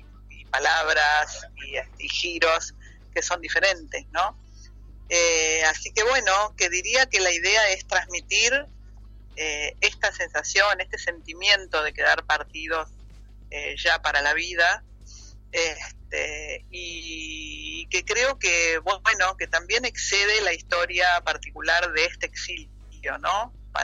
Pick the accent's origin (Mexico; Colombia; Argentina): Argentina; moved away; also born or lived in Stockholm, Sweden; yo personalmente salí de Argentina al exilio en el año 77, y aunque no fue España ni Madrid mi ciudad de exilio, sino Suecia, Estocolmo